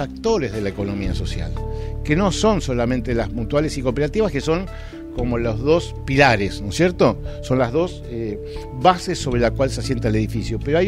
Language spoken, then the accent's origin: Spanish; Argentina; Hay cosas que nos avergüenzan como argentinos